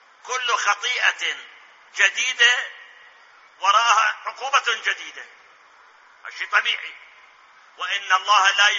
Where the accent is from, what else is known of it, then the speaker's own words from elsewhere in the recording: Iraq; الآن أسألكم المحاكم عندنا بالعراق سواء محاكم مدنية أو محاكم عسكرية أو محاكم جنائية